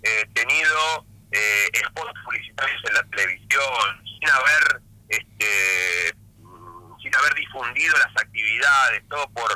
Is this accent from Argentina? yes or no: yes; Río Negro, Argentina; born there; la elección de Río Negro fue, mi provincia natal, excepcional